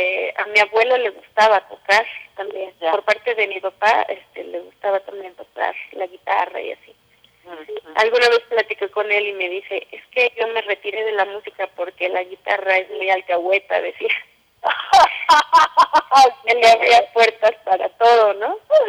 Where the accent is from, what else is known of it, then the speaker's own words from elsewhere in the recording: Mexico City, Mexico; Sí, soy originaria de la Ciudad de México.